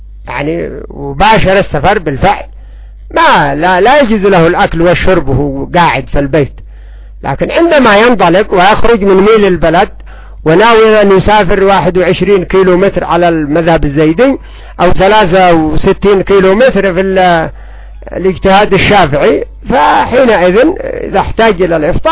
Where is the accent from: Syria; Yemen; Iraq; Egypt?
Yemen; ولا سيما عندنا في اليمن